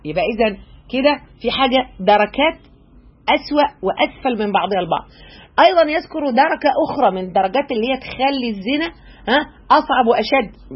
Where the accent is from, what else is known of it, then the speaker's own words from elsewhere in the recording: Egypt; بعرفنا احنا كمصريين